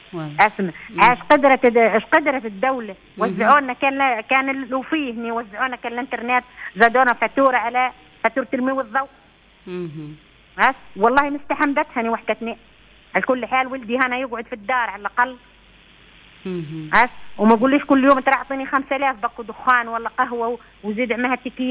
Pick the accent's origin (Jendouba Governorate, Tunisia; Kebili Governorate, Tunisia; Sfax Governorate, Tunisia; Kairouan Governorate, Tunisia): Kebili Governorate, Tunisia; El Faouar; أنا من الفوار، من الفوار.